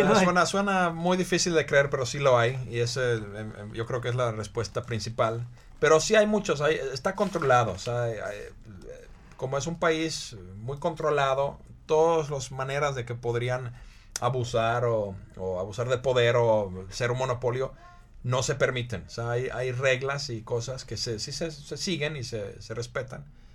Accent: Finland; Spanish is a second language; Y yo creo que en mi país, en Finlandia, en nuestro país, la situación podría estar mucho peor.

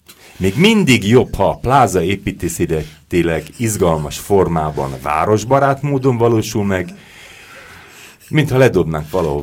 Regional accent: Budapest, Hungary; belvárosi gyerek vagyok, a Budapest 5. kerületének a belvárosi részében nőttem föl, és éltem, és szeretem azt a területet

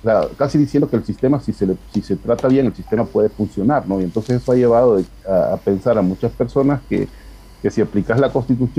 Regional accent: Honduras; hay muchos hitos históricos, claro, donde los hondureños fuimos alcanzando derechos

